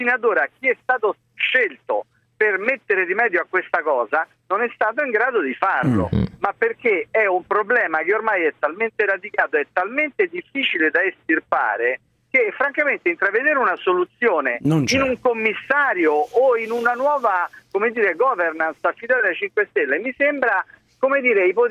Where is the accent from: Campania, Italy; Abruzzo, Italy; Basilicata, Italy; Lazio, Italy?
Lazio, Italy; Rome; moved away; io sono un romano che vive fuori Roma da 20 anni